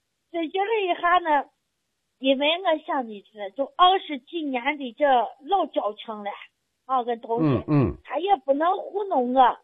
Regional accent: Xi'an, Shaanxi, China; 那你看我是西安的，我今年也58了

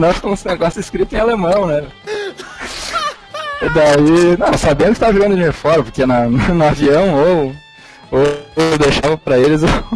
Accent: Brazil; born there; Tem lá, escrito que eu nasci no Brasil, né?

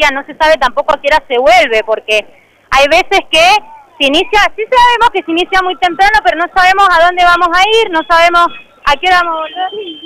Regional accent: Ugarteche, Mendoza, Argentina; nosotros somos de Ugarteche

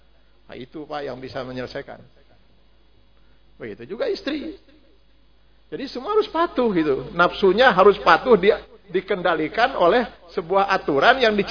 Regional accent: Cipanas, West Java, Indonesia; Cipanas Garut itu tempat kelahiran saya. Saya teh dilahirkan, dibesarkan teh di Cipanas, nepi ka SMP. Jadi kalau saya pulang ke Cipanas Garut, eta mah balik kampung lain rekreasi, saya mah.

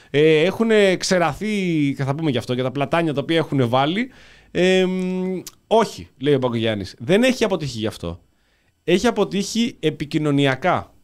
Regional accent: Athens, Attica, Greece; Είμαστε Αθηναίοι, γκάγκαροι, Αθηνέζοι γκάγκαροι, γέννημα θρέμα εδώ πέρα στην Αθήνα.

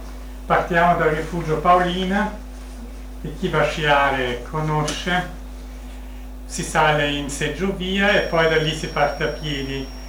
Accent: Vienna, Austria; Poi io sono nato e cresciuto a Vienna e so come il tempo d'inverno al nord delle Alpi.

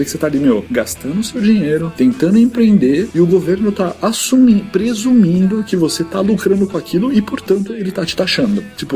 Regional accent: São Paulo, Brazil; also born or lived in London; Não, eu moro no Brasil, sou daqui de São Paulo. Eu já tive uma temporada que eu morei em Londres

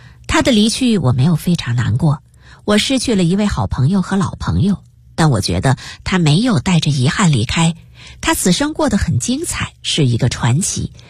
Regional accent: Taiwan; also born or lived in United States; 我出生在美国，回台湾后由于老爸不喜欢台湾，所以坚决不给我办台湾户口

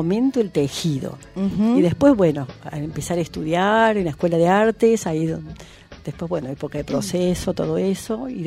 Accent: Unquillo, Córdoba, Argentina; Yo me crié en Unquillo. En Unquillo, ahí un pueblito de la Sierra de Córdoba, mucho monte, ahí.

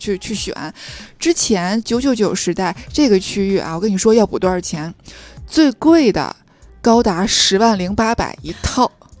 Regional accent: Tianjin, China; 就是因为我天津人嘛，我们天津也有店嘛

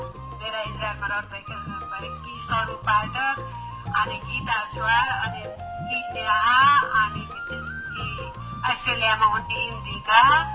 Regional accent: Nuwakot, Bagmati, Nepal; born there; अब जिल्ला त मेरो जन्मस्थान नुवाकोट हो

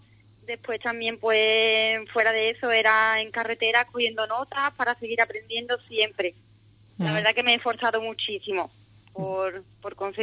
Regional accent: Cádiz, Andalusia, Spain; tanto Ernesto como yo somos los primeros gaditanos en disputar un nacional completo de rally.

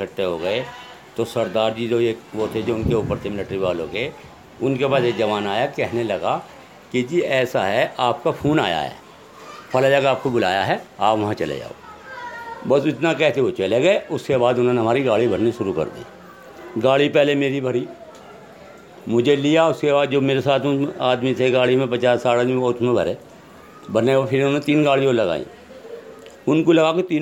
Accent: Hashimpura, Uttar Pradesh, India; میں ہاشم پورہ کے رہنے والا ہوں، میرا بچپن ابھی یہیں کا ہے

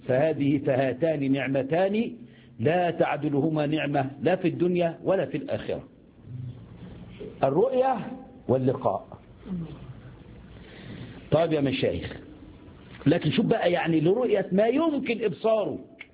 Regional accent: Egypt; في حاجة عندنا في مصر اسمها سمين

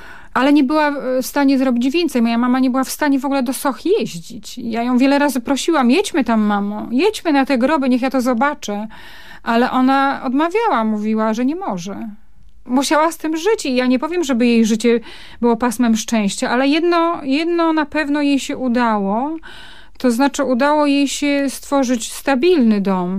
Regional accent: Rybnik, Silesian Voivodeship, Poland; born there; ta młoda para ruszyła do kompletnie nieznanego im miejsca na Górnym Śląsku, do Rybnika i tam ja przyszłam na świat w tym kompletnie nowym, podarowanym przez los i PRL domu.

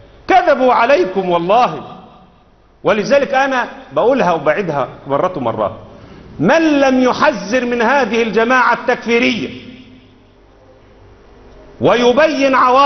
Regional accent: Egypt; كلمه العامه البسطاء اللي عندنا في مصر

